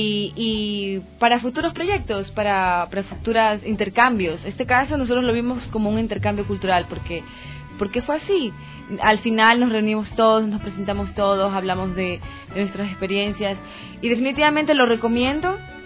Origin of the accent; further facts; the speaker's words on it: Guayaquil, Guayas, Ecuador; Yo soy de Guayaquil